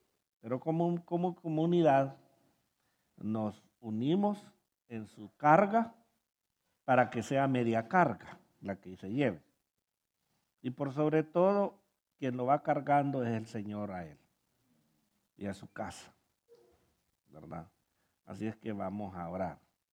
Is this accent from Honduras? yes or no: yes; Honduras; Y más si somos hondureños, porque en Honduras viera que le gusta poner una canción